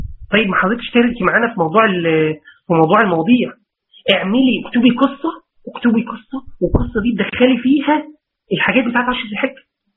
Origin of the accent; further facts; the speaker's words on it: Mansoura, Dakahlia, Egypt; انا من المنصوره